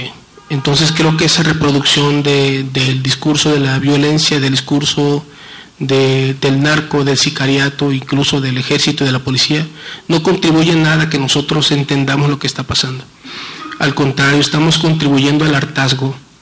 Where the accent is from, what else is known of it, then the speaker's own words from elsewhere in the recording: Culiacán, Sinaloa, Mexico; sobre todo de donde yo vengo, tenemos cerca de 100 años conviviendo con el asunto de las drogas en Culiacán.